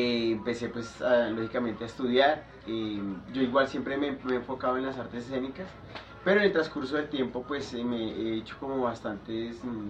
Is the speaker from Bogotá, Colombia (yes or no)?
yes; Bogotá, Colombia; also born or lived in Venezuela; Después viajé, me fui de Bogotá. Fui a Venezuela, allá también hice una especialización y después regresé nuevamente aquí a Colombia.